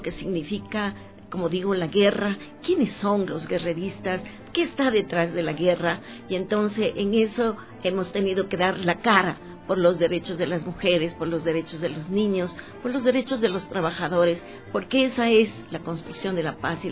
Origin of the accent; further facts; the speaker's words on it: Ecuador; Como ecuatorianas, pues